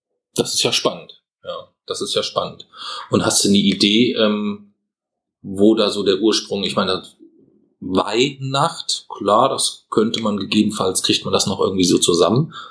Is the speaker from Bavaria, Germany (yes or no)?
yes; Bavaria, Germany; Wir sind aus Franken. Wir sind aus Franken, nee, da gibt's keine Rentiere.